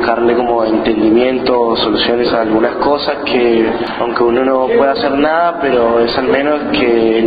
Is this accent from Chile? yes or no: no; Colombia; También tuve experiencia en mi país, en la capital, Bogotá.